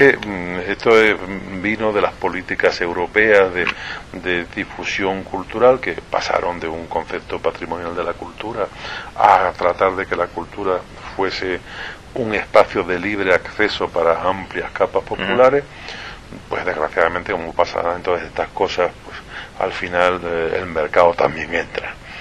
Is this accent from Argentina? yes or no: no; Ceuta, Spain; guardo muy buenos recuerdos de mi infancia en Ceuta. He sacado desde allí pues una cultura polivalente por aquello de las tres religiones, las tres civilizaciones que allí coincide, más el estamento militar